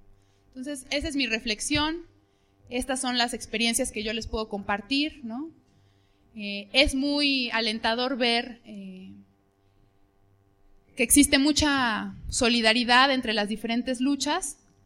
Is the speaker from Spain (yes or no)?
no; Mexico; Creemos que en los tratados de libre comercio está escrita la sentencia que como pueblo mexicano vivimos.